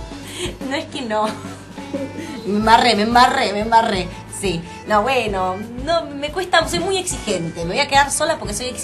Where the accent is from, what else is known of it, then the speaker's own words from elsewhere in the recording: Buenos Aires, Argentina; Yo soy una enferma de Buenos Aires. Me zarpo en unitaria. Me zarpo en porteña y centralista.